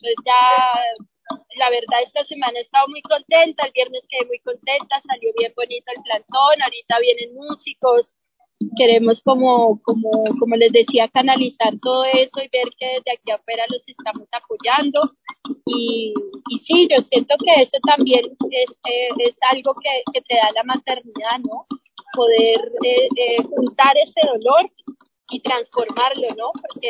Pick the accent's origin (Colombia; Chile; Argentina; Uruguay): Colombia; moved away; Yo en lo personal también salí por violencia, y muchas veces me planteo el volver a Colombia, pero una de las cosas que me retiene es la violencia de mi país